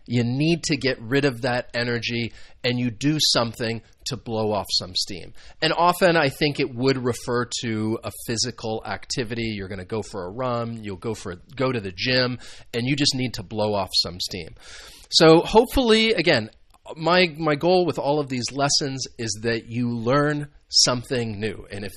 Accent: United States; I am from the United States, so these are some idioms that I think you could use

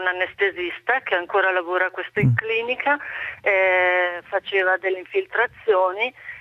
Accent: Paderno Dugnano, Lombardy, Italy; io sono di Paderno Dugnano, qua c'è una clinica

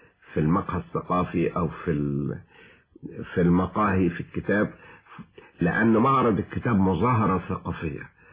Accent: Cairo, Cairo Governorate, Egypt; also born or lived in Switzerland; انا ابن مصر القديمة. التجربة دي معرفتش اكتبها طوال انا 20-30 سنة. ففجأة لقيت نفسي وانا في سويسرا رجعت لهذا الشجن

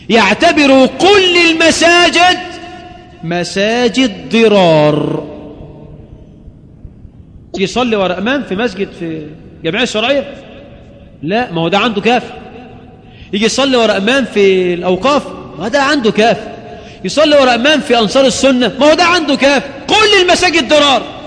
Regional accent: Egypt; ظهر عندنا في مصر فكر

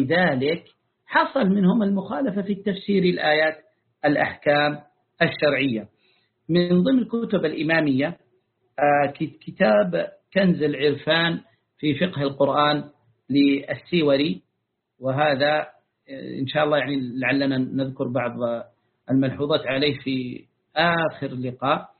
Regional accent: Taiz Governorate, Yemen; يعني قريته تبعد عن قريتي قرابة 40 كيلا في مدينة موزع التابعة لمحافظة تعز. وهذا نور الدين الموزعي، يعني أنا إذا صعدت على جبل قريتنا أرى قريته

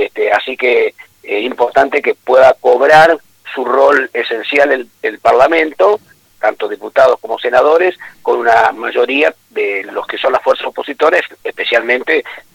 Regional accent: Villa Domínguez, Entre Ríos, Argentina; Te aclaro que también soy entrerriano.

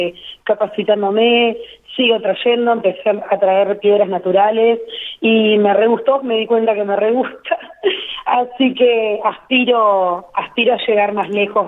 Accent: Ingeniero Jacobacci, Río Negro, Argentina; now in La Pampa, Argentina; Yo vengo de una provincia de Río Negro, soy de un pueblito muy chiquito, y de Ingeniería Jacobacci

